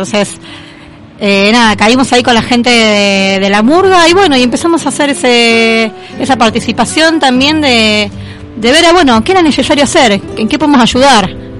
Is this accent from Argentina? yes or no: yes; Berisso, Buenos Aires Province, Argentina; de donde yo soy natal, que es la ciudad de Berisso, de provincia de Buenos Aires.